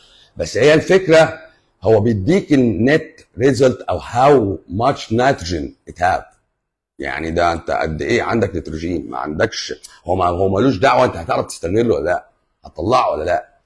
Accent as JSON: {"language": "Arabic", "country": "Egypt", "said": "بس ربنا وفقنا احنا كمصريين"}